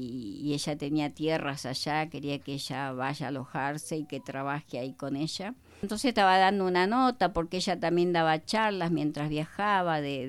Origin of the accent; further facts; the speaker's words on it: Buenos Aires, Argentina; Somos de Buenos Aires, nacidos allá los chicos, criados y educados en Buenos Aires.